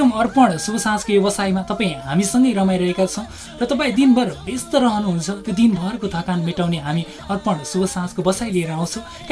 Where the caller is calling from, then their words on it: Makwanpur, Bagmati, Nepal; मकानपुरबाट